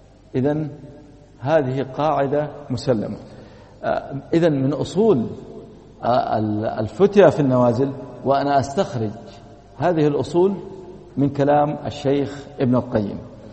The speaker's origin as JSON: {"language": "Arabic", "country": "Saudi Arabia", "said": "وللأسف أنا أتكلم عندنا في السعودية"}